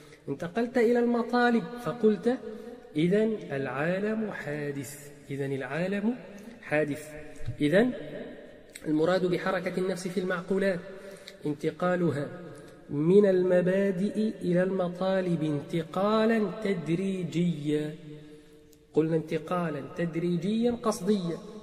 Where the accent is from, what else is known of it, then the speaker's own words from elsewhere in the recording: Egypt; accent: Egyptian colloquial; احنا في لهجتنا العامية المصرية نقول كلمة